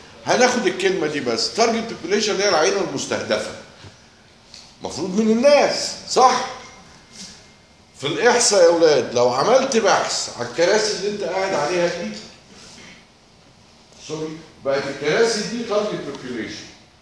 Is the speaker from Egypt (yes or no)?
yes; Egypt; في مثل بلدي يا اولاد بيقول لك ايه عندنا في مصر؟